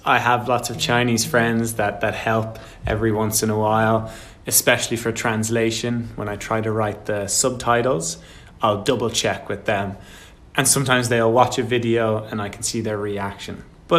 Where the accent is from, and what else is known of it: Ireland; born or raised there